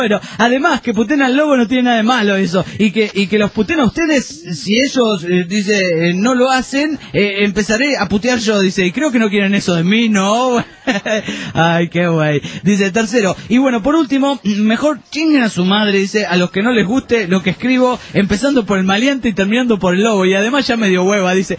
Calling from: Aguascalientes, Mexico; Soy de Aguascalientes, México.

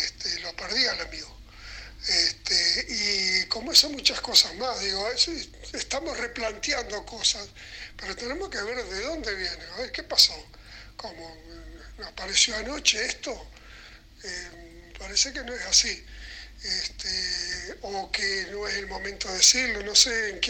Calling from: Punta de Rieles, Montevideo, Uruguay; de Punta de Rieles. Un abrazo.

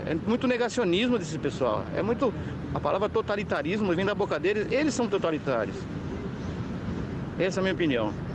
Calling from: São Paulo, Brazil; sou daqui da Zona Norte.

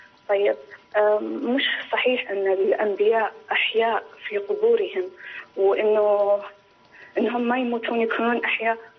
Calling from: Dammam, Eastern Province, Saudi Arabia; لو سمحت، أنا من الدمام.

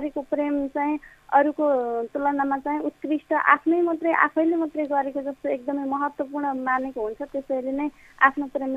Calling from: Rampur, Lumbini Province, Nepal; म पाल्पा रामपुरदेखि

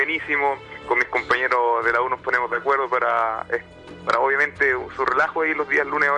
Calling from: Viña del Mar, Valparaíso, Chile; En Viña del Mar.

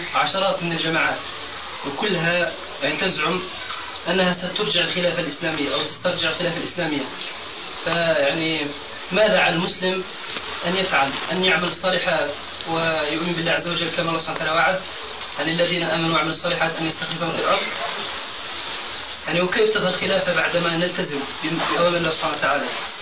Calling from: Algeria; يحدث عندنا في الجزائر ان تؤخذ جوازات الشباب الملتزم من طرف الشرطه

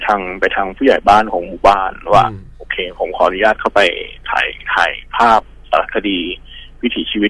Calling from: Bangkok, Thailand; แถวๆวิภาวดีครับผม

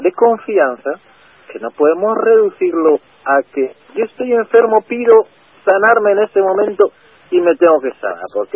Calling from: Madrid, Community of Madrid, Spain; Soy un vecino de Madrid.

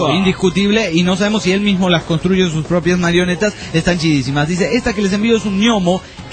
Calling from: Oaxaca, Mexico; de Oaxaca, México.

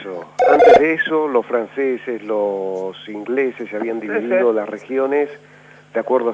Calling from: Barracas, Buenos Aires Province, Argentina; de Barracas.

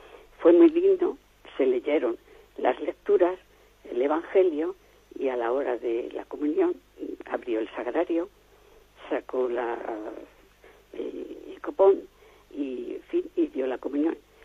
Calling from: Badajoz, Extremadura, Spain; de Badajoz.

